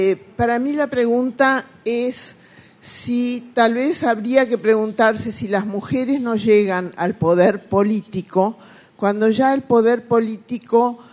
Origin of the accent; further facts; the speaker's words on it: Argentina; from de Argentina. Voy a hablar en español.